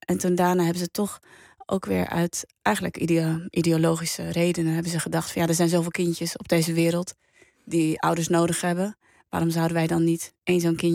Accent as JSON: {"language": "Dutch", "town": "Hendrik-Ido-Ambacht", "region": "South Holland", "country": "Netherlands", "tie": "born or raised there", "said": "ik ben opgegroeid in Hendrik-Ido-Ambacht. Nou ja, dat is een vrij wit dorp."}